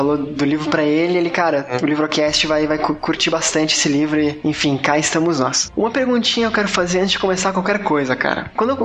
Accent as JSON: {"language": "Portuguese", "town": "Curitiba", "region": "Paraná", "country": "Brazil", "lives_now": "Florianópolis, Brazil", "said": "eu sou de Florianópolis, né? Quer dizer, eu sou de Curitiba, mas moro em Floripa."}